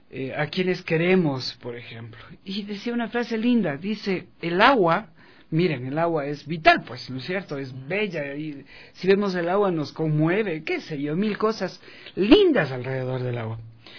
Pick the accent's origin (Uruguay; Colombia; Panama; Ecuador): Ecuador; como buenos latinos que somos y ecuatorianos, tenemos otra mentalidad.